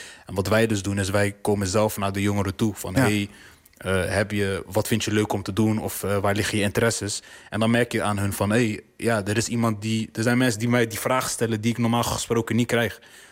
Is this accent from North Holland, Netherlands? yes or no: no; Zwijndrecht, South Holland, Netherlands; Ik kom zelf uit Zwijndrecht, daar heb je voor de jongeren ook niet heel veel te doen.